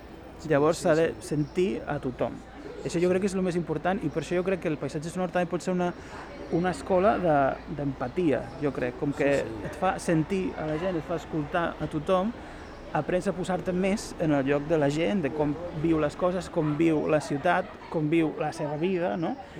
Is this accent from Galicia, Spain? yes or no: yes; Galicia, Spain; jo com a gallec també tindria coses a dir de com cuineu a Barcelona